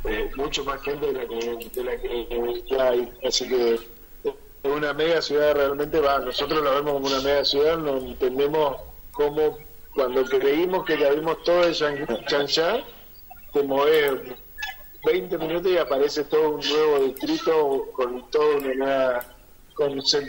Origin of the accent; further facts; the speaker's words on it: Argentina; No sé si es porque somos argentinos o lo hacemos todo